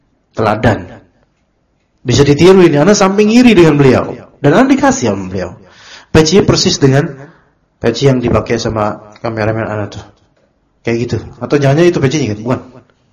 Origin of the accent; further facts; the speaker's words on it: Java, Indonesia; Ternyata karakter di sana beda dengan karakter kita orang Pulau Jawa